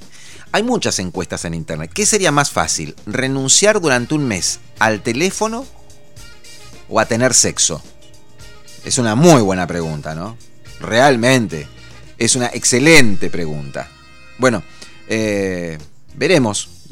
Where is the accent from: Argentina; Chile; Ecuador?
Argentina; Porque soy argentino y hablo en español.